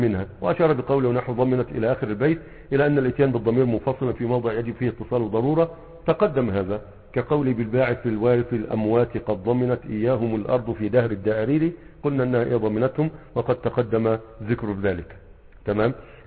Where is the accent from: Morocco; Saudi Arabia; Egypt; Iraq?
Egypt; يعني عندنا في مصر يقول لك فلان هيجيب لك الكافية